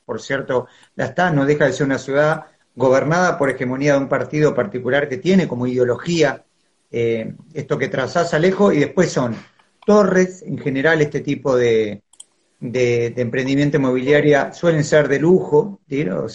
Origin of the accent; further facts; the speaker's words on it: Buenos Aires, Argentina; Soy de Buenos Aires, vivo en Buenos Aires, nací acá.